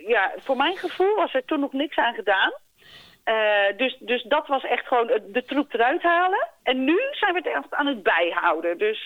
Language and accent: Dutch; Oostvoorne, South Holland, Netherlands; born there; Ik ben eigenlijk geboren in Oostvoorne.